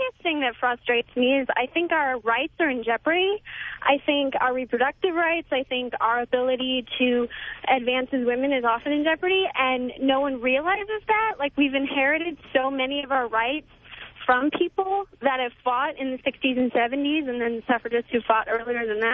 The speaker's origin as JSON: {"language": "English", "region": "Washington", "country": "United States", "said": "Maybe they were. And I'm from Washington, and we have two female senators as well, Maria Cantwell and Senator Patty Murray."}